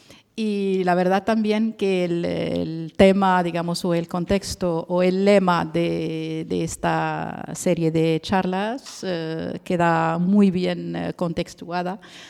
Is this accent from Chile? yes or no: no; Morocco; moved away as an adult; now in Barcelona, Spain; vine de Marruecos con la licenciatura en economía desde 2006 y bueno, acabé aquí mi doctorado